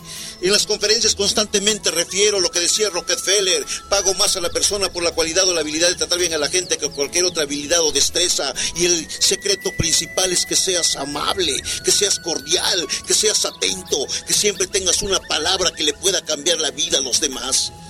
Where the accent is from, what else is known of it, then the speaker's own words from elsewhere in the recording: Santa María Yautepec, Oaxaca, Mexico; born there; yo nací en Oaxaca, en un pueblo que se llama Santa María Catepec, Yautepec. Mis padres, maestros de profesión, 7 hermanos … segundo de ellos